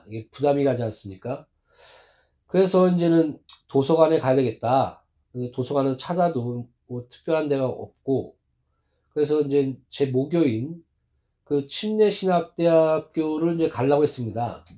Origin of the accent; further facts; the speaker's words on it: South Korea; 그래서 저는 뭐 우리 한국 사람은 1년인가요? 아, 한 달에 한 권도 읽지 않는다.